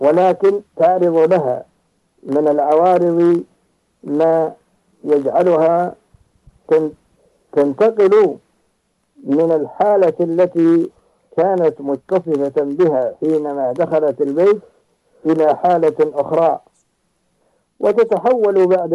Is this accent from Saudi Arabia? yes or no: yes; Saudi Arabia; كما هو موجود عندنا في المملكة العربية السعودية